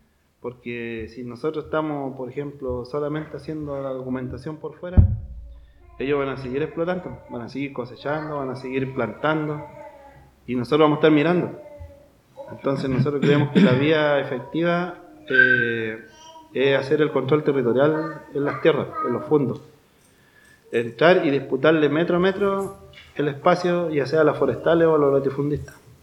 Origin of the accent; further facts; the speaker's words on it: Pilcahuín, Los Ríos, Chile; yo vengo del Lofpi Pilcahuín, que queda acá a más o menos 25 kilómetros a la costa de la Unión. Somos una comunidad formada en base a una familia, igual familias ancestrales de allá del territorio